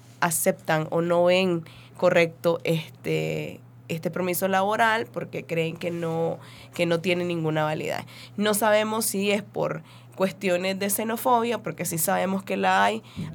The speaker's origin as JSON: {"language": "Spanish", "town": "Monimbó", "region": "Masaya", "country": "Nicaragua", "moved": "as an adult", "said": "La última vez que atacaron el barrio de Monimbó, porque soy originaria de Monimbó, soy mujer indígena, entonces a mí sí me tocó salir luego de ese ataque tan fuerte que tuvimos. Entonces ya son 9 meses de estar por acá."}